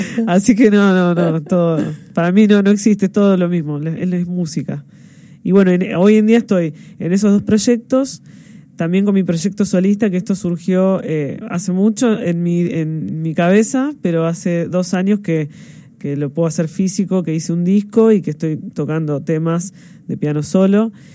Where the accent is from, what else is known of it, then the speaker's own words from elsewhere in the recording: Berisso, Buenos Aires Province, Argentina; now in Buenos Aires, Argentina; Y después, yo soy de Berisso, uh-huh. O sea, estudié en La Plata y me mudé a Capital